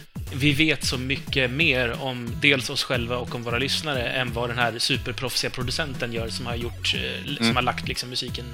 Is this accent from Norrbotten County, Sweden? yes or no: no; Malmö, Skåne, Sweden; Vi är ju allihopa Malmöbor då